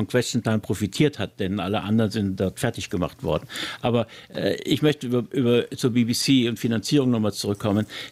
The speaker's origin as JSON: {"language": "German", "town": "Brussels", "region": "Brussels-Capital Region", "country": "Belgium", "tie": "born or raised there", "also_born_or_lived": "Luxembourg", "said": "Also ich sage ja immer, ich bin ein Kind Europas. Ich bin ja in Brüssel und Luxemburg groß geworden."}